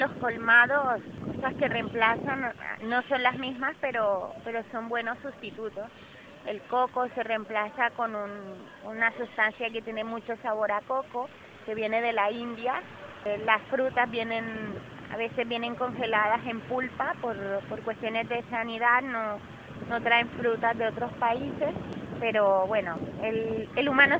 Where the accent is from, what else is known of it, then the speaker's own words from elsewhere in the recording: Barranquilla, Atlántico, Colombia; Yo soy de Barranquilla, Colombia.